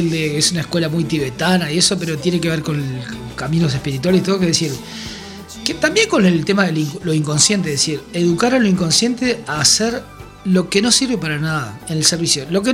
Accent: Uruguay; Uruguay, between Argentina y Brasil y toda la cuestión. Y entonces me preguntó, ¿y ustedes qué hablan? Y dice, no, hablamos español, le dijo, claro, algo así.

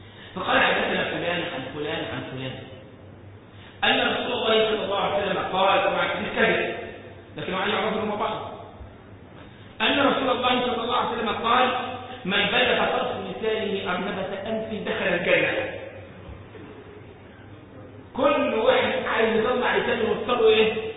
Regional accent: Egypt; أنا مرة شفت واحد عندنا في مصر

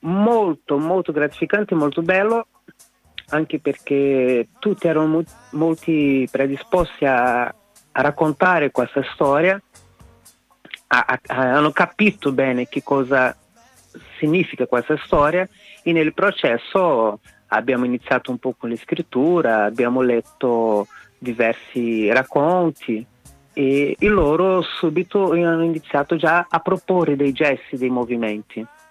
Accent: Brazil; Sì, sono brasiliano.

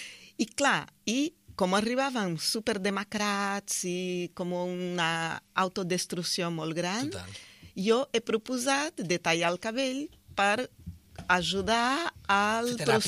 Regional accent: Brazil; Catalan is a second language; moved away; Sí, empecemos soc brasileira.

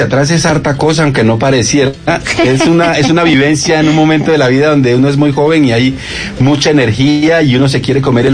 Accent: Guapi, Cauca, Colombia; en la época que yo me crié en Guapi, realmente no era tan bien visto el biche

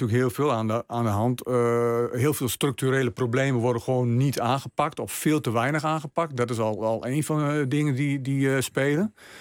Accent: Drenthe, Netherlands; Ik ben opgegroeid in Drenthe.

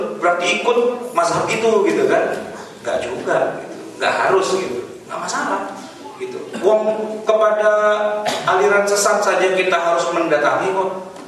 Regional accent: Jakarta, Indonesia; saya ini orang Betawi.

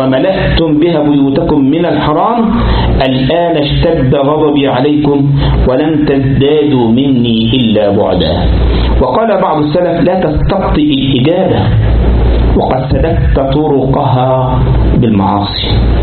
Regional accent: Sharqia Governorate, Egypt; مره كنت في عندنا في مصر في منطقه اسمها الشرقيه، يعني قال بلد يعني محافظه من المحافظات

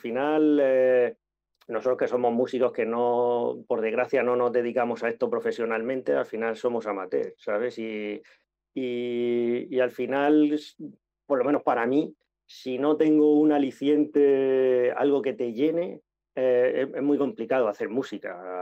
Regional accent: Murcia, Region of Murcia, Spain; dos de nosotros somos de Murcia y Miguel de Elche.

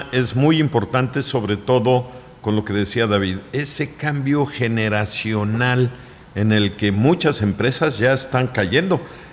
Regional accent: Chicxulub Pueblo, Yucatán, Mexico; allá de donde vengo yo, desde Chicxulub Pueblo, cayó un tormentón en la tarde

